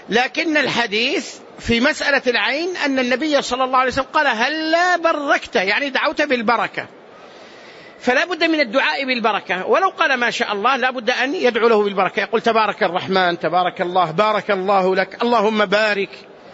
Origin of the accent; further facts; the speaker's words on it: Medina, Medina Province, Saudi Arabia; قال أنت من السعودية؟ قلت نعم من المدينة.